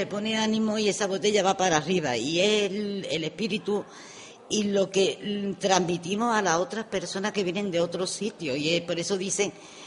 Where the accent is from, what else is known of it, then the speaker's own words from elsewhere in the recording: Osuna, Andalusia, Spain; soy de Andalucía. Soy de Sevilla, bueno, de un pueblo de Sevilla, soy de Osuna. Estoy aquí de vacaciones porque tengo mi hijo aquí.